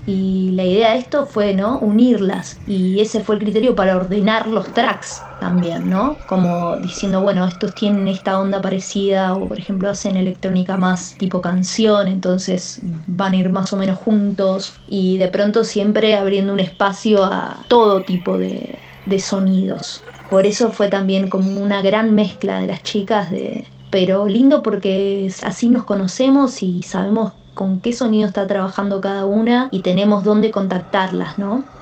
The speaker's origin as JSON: {"language": "Spanish", "country": "Argentina", "said": "Soy de Argentina, actualmente estoy viviendo en la Patagonia."}